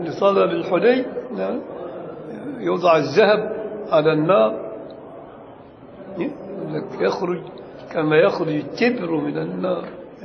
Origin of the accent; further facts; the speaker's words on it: Upper Egypt, Egypt; لكن عندنا في الصعيد الأدنى يقول لك اللهم صل على النبي